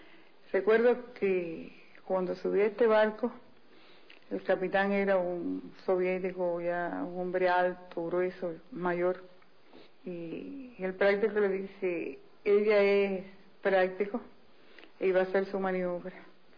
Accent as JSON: {"language": "Spanish", "country": "Cuba", "said": "soy cubana revolucionaria de la época de Fidel."}